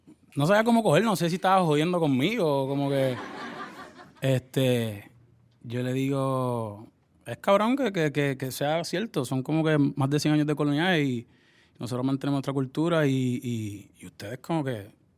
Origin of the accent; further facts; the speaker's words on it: Puerto Rico; sí, obvio, somos de Puerto Rico